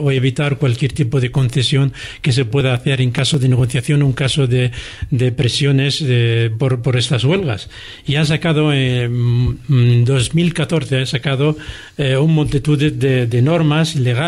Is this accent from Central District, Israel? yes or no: yes; Central District, Israel; yo soy de un pueblo cerca del aeropuerto de Tel Aviv, y mi pueblo es una montaña